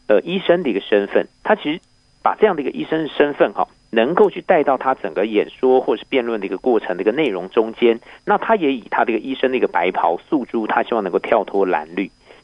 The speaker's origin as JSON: {"language": "Chinese", "country": "Taiwan", "said": "我们台湾话说板谁就是板式"}